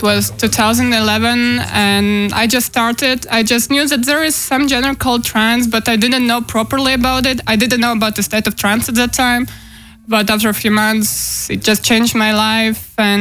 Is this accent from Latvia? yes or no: yes; Riga, Latvia; from Riga, Latvia, and I was in Amsterdam